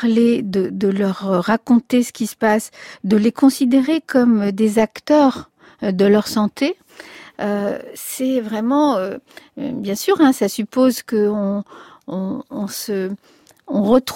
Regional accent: France; also born or lived in Spain; quand moi j'ai quitté l'Espagne pour venir en France, j'avais 9 mois

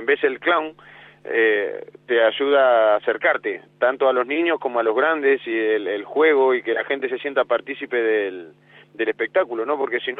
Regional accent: Casar de Cáceres, Extremadura, Spain; yo ando con muchas ganas en agosto de hacer un festival aquí en mi pueblo del Casar de Cáceres

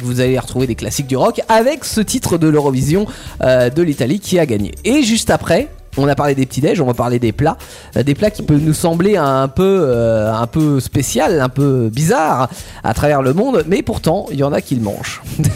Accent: France; nous en tant que Français

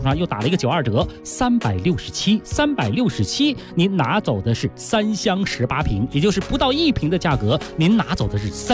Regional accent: Beijing, China; 咱们北京人

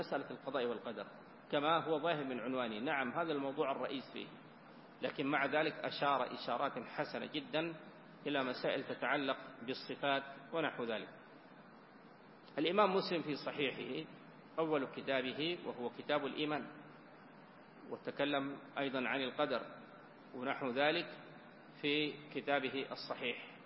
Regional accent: Sudan; وإن كان بلدنا السودان يعني فقيرا من مثل هذه المخطوطات إلى القليل

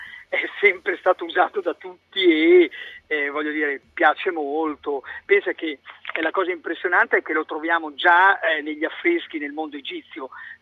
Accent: Medicina, Emilia-Romagna, Italy; poi io sono nato a Medicina, un paese dove la cipolla la fa da padrone, sono nato in mezzo ai campi, pensa che da ragazzino le andavo anche a raccogliere

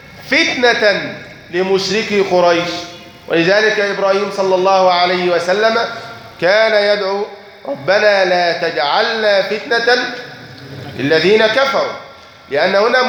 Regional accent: Egypt; عندنا في مصر الحق أنهم جهلة

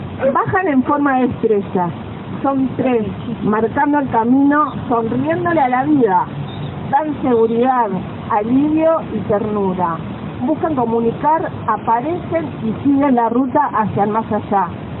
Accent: Berisso, Buenos Aires Province, Argentina; soy de Berisso, de una ciudad que queda ahí pegada a La Plata.

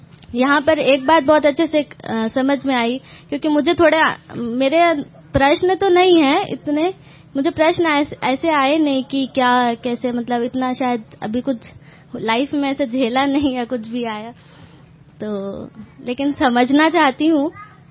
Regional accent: Kanpur, Uttar Pradesh, India; मैं कानपुर से हूँ

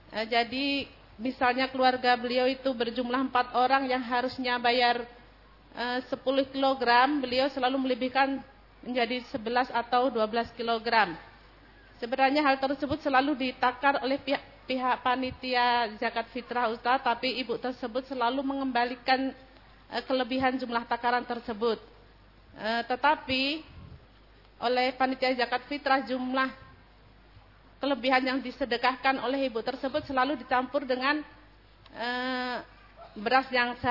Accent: West Sumatra, Indonesia; asal dari Kampung Sungai Limau, Nagari Sungai Sri, Kecamatan Silaut, Kabupaten Pesisir Selatan, Sumatera Barat.

